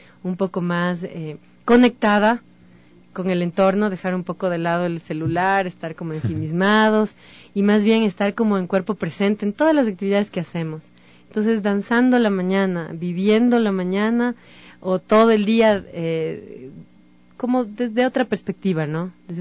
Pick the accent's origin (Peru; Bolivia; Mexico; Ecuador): Ecuador; Cotopaxi; Yo vengo de la provincia de Cotopaxi, en donde está el danzante. crecemos con las fiestas populares